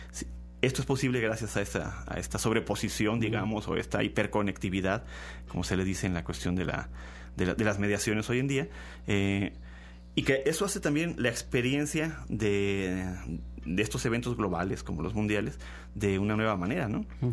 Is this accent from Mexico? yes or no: yes; Mexico; otra vez pensamos como mexicanos